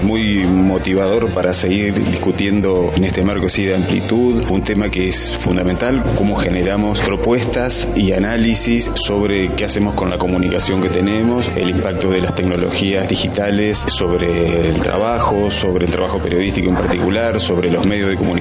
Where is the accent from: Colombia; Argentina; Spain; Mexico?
Argentina; Santa Fe; Yo soy de Radio Nacional Santa Fe, o sea, yo soy de Santa Fe